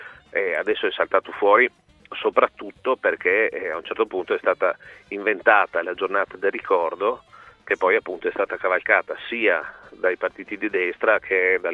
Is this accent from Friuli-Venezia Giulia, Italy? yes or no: yes; Trieste, Friuli-Venezia Giulia, Italy; Ma premesso che io sono di Trieste, da queste parti le foibe sono un argomento che è sempre stato presente